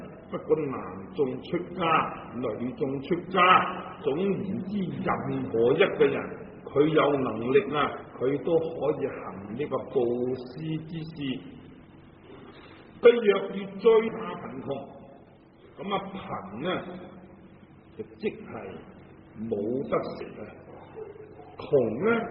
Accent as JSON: {"language": "Chinese", "country": "Hong Kong", "said": "我们香港人所谓呢你都痴线的"}